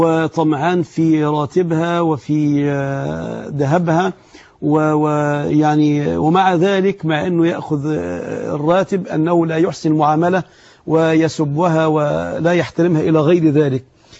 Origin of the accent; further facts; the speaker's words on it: Egypt; الذهب يا أحباب في العرف بتاعنا احنا كمصريين